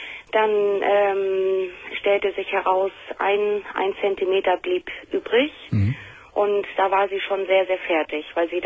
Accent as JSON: {"language": "German", "region": "Hamburg", "country": "Germany", "said": "Nee, eigentlich nicht, weil wir kommen alle aus Hamburg."}